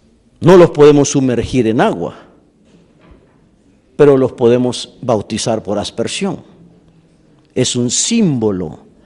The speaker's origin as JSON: {"language": "Spanish", "country": "El Salvador", "said": "Yo fui bautizado cuando tenía 12 años en el lago de Ilopango, en mi país."}